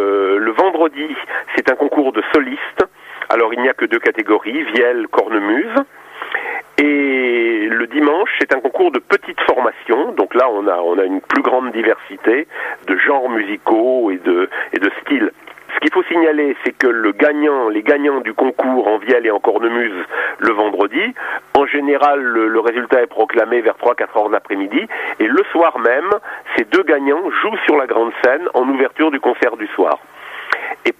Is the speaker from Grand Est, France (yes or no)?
yes; Nancy, Grand Est, France; Quand on vient de Nancy, c'est loin, donc autant amortir le voyage